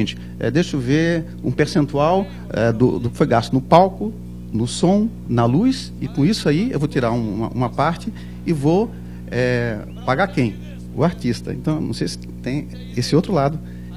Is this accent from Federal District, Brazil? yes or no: yes; Brasília, Federal District, Brazil; Eu sou de Brasília